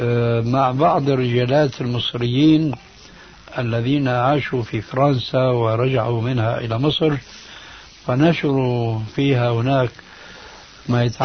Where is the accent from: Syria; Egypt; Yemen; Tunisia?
Syria; لما انسحب الإفرنسيون من بلادكم الجزائر أو من بلادنا سوريا أو من غيرها